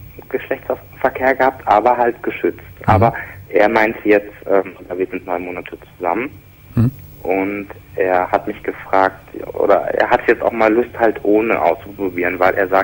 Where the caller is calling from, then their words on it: Saxony, Germany; Auch bei uns in Sachsen... Weil es ist eine kleine Ortschaft.